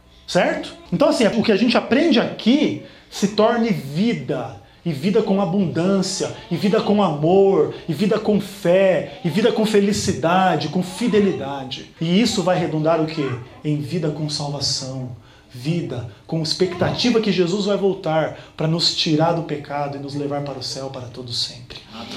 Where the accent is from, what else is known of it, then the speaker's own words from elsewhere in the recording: São Paulo, Brazil; Eu sou o que vai sofrer mais com frio aqui. Eu sou de São Paulo, vocês ainda a maioria é daqui.